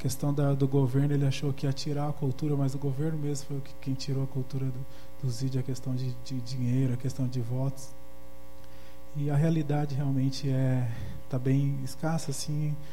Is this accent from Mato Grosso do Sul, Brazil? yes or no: yes; Mato Grosso do Sul, Brazil; Então, eu vim de Mato Grosso do Sul para fazer esse treinamento também